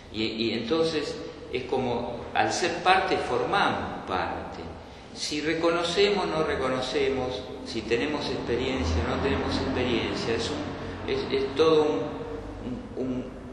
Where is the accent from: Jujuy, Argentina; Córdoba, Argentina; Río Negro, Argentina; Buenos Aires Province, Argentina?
Buenos Aires Province, Argentina; Bernal; Yo soy de Bernal. Por eso no quiero decir que soy bernalista.